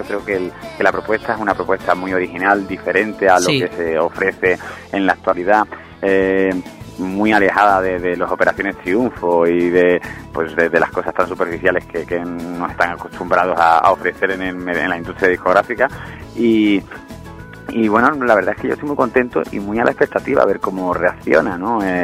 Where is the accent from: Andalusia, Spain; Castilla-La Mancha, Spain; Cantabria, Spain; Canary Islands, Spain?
Andalusia, Spain; Seville; also born or lived in Jerez de la Frontera; yo nací en Jerez de la Frontera, me crié en Sevilla